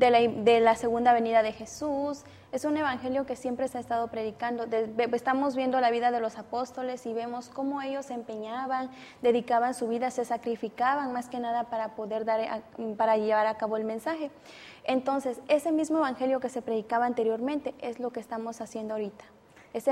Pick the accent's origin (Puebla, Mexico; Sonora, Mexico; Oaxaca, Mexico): Oaxaca, Mexico; soy del estado de Oaxaca y estoy estudiando psicología clínica